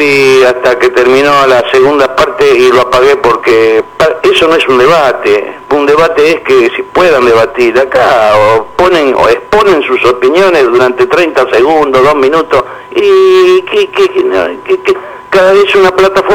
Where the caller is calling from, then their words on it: La Boca, Buenos Aires, Argentina; de la Boca.